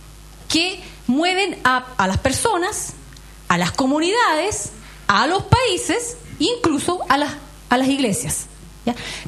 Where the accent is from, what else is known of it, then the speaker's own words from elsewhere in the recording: Chile; pensamiento y de conducta que tenemos por ser chilenos